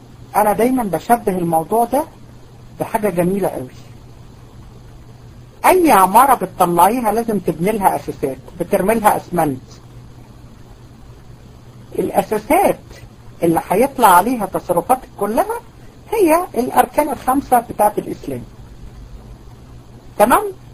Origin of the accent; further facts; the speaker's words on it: Egypt; واحنا كمان كمصريين متفائلين جدا ومتربيين على التفاؤل